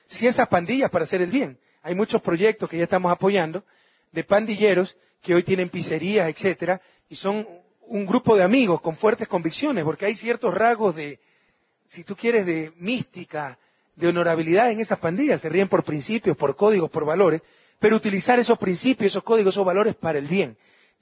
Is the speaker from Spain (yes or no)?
no; Guayaquil, Guayas, Ecuador; now in Quito, Ecuador; Sepan ustedes que en Guayaquil, mi ciudad natal, aunque no lo crean, viven unos 100.000 quichohablantes